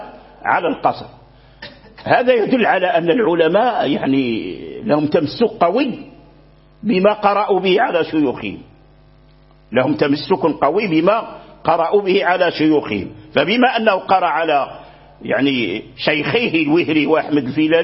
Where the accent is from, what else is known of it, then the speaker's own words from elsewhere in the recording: Morocco; لكن الذي جرى به العمل عندنا في المغرب